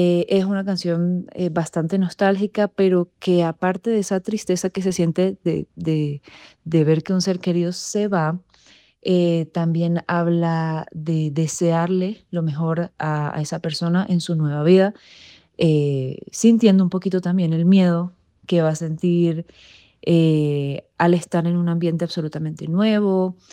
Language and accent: Spanish; Venezuela; now in Colombia; Yo soy cantautora venezolana viviendo en Colombia